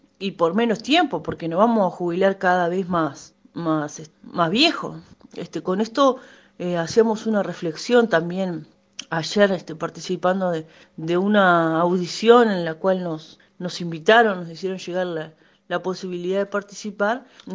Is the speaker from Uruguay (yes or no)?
yes; Uruguay; ¿Debemos seguir aceptando estas situaciones como pueblo uruguayo?